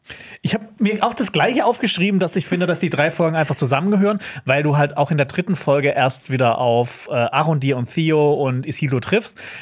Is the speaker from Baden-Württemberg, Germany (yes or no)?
yes; Baden-Württemberg, Germany; Ich komme aus dem Schwarzwald.